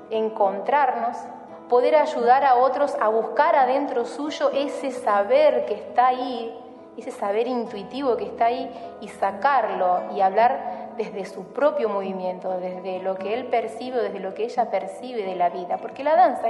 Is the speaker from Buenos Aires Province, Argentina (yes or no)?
no; Santa Fe, Argentina; born there; now in Rosario, Argentina; nací en Hessler, aquí en la provincia de Santa Fe. Vivo actualmente en Rosario y trabajo aquí.